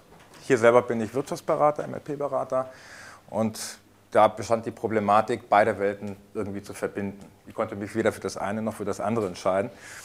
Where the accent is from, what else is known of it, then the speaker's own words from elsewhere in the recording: Ajijic, Jalisco, Mexico; German is a second language; Dieses Phänomen haben wir auch in Mexiko. Ich komme aus Ajijic, das ist ein kleines Dorf am Rande des Chapala-Sees.